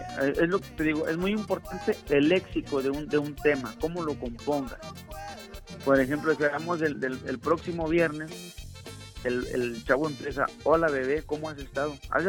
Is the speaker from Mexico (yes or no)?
yes; San Luis Potosí, Mexico; yo soy de San Luis Potosí, orgulloso de que lleve el nombre de mi pueblo